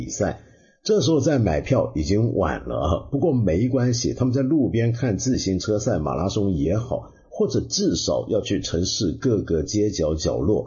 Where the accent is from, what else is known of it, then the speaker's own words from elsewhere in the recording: China; 我说的就是我们中国人很熟悉